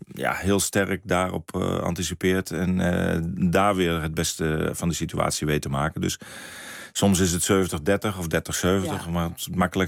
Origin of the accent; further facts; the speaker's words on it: Zwolle, Overijssel, Netherlands; ik ben geboren in Zwolle. En vroeger, ik woonde bij mijn ouders in Berkum. En dan liepen we naar het stadion in Zwolle met mijn vader. Dus vroeger was het Zwolle, maar ik ben al zo lang nou in Twente.